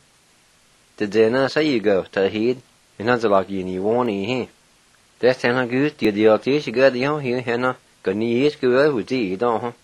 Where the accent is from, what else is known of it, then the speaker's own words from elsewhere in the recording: United States; first language Cherokee; English is a second language; Cherokee was my first language and I enjoy it so much and I enjoy listening to our elders speaking our language